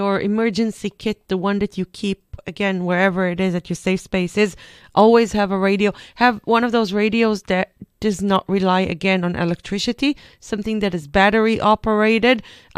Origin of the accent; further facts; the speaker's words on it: Israel; I'm coming from Israel, so we have it everywhere.